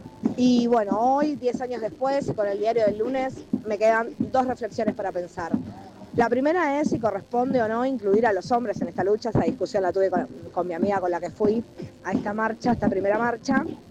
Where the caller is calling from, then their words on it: Lanús, Buenos Aires Province, Argentina; de Lanús.